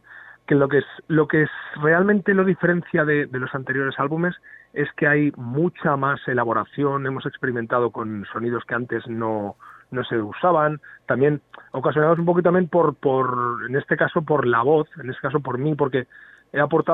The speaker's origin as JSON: {"language": "Spanish", "town": "Tarragona", "region": "Catalonia", "country": "Spain", "said": "Claro, porque vivimos en diferentes ciudades. Claro, yo soy de Tarragona y la banda es de Castellón."}